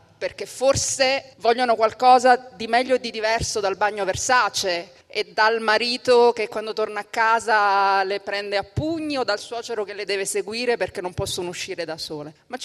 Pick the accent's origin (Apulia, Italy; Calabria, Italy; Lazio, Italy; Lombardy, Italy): Calabria, Italy; Detto questo, da calabrese io ritengo inaccettabile che donne calabresi, e non importa che cognome portino, vivono in determinate condizioni.